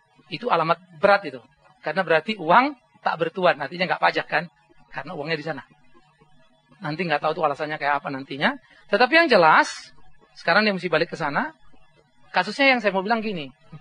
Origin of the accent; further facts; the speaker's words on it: Sumatra, Indonesia; itu kalau di Sumatera, di kampung saya dulu, you masuk ke ladang orang, gak bakal keluar sampai pagi